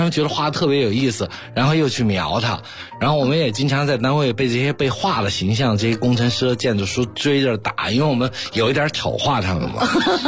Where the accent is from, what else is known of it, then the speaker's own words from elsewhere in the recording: Chengdu, Sichuan, China; 我小时候是在成都出生和长大的。